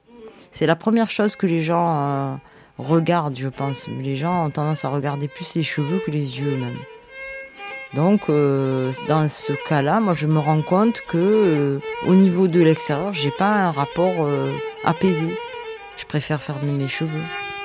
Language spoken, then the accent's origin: French; Marseille, Provence-Alpes-Côte d'Azur, France; je suis née à Marseille. Je suis née à Marseille, j'ai 47 ans. J'ai vécu plein d'époques de Marseille. Et voilà, je suis d'immigrée.